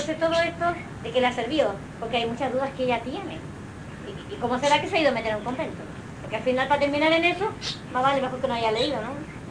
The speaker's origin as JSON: {"language": "Spanish", "country": "Chile", "moved": "yes", "lives_now": "Mallorca, Spain", "said": "Cuando yo, claro, vine de Chile, lógico que también he viajado, pero yo me quedé en Barcelona un tiempo, después aquí en Mallorca"}